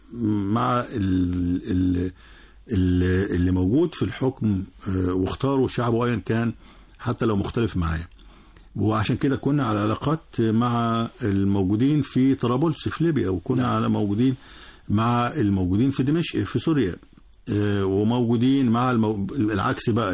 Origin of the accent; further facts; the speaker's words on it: Egypt; بالنسبة لنا يعني كمصري أو كعربي مؤجلة دلوقتي